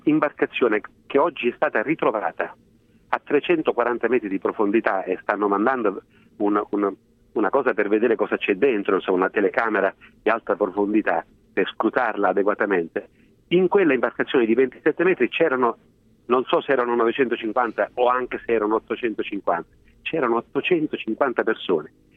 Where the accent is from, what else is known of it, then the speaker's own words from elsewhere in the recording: Sicily, Italy; Ci sono stati pochi fenomeni di xenofobia in Sicilia e tutto sommato abbiamo dato dimostrazione di non aver dimenticato che sino a 30 anni fa non eravamo una terra di emigrazione